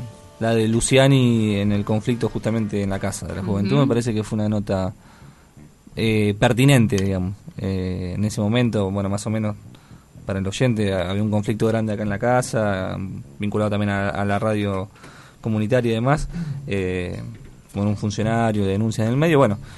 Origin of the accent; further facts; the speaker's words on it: Argentina; que somos todos argentinos, pero estamos muchas veces tan desconectados